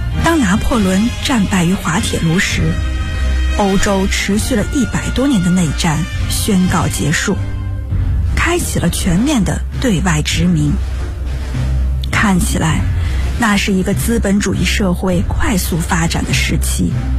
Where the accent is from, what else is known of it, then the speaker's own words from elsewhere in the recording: Northeast China, China; 我是一个爱做梦爱哲学的东北女孩